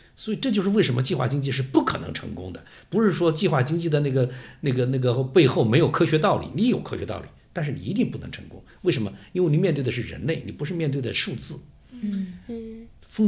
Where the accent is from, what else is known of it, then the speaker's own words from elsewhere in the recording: Wuhan, Hubei, China; 所以几乎做出牺牲的是我们武汉人，是我们湖北人